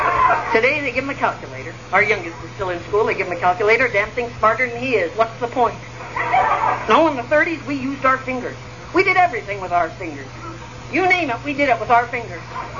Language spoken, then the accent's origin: English; Bala, Ontario, Canada; Yeah, I'm headed home to Bala. I'm from Bala originally.